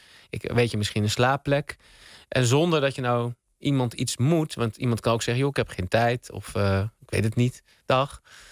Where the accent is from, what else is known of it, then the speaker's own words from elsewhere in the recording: Utrecht, Netherlands; born there; in Utrecht, de stad waar ik ben geboren en woon